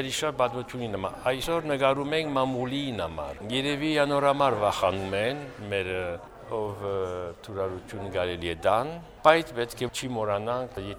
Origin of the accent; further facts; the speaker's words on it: France; 92-ը եկել եմ որպես ֆրանսահայ։